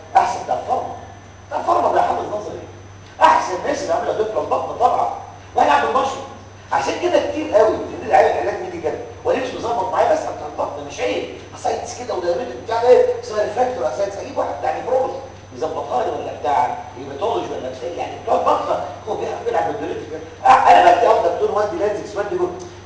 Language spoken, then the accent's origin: Arabic; Egypt; احنا عندنا في مصر مش موجود. اللي موجود في مصر هو نيوميركازول